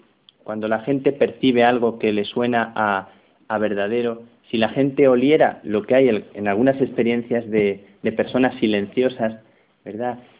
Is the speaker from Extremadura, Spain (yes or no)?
yes; Plasencia, Extremadura, Spain; las monjas de mi pueblo, que eran las carmelitas de Plasencia, yo soy de Plasencia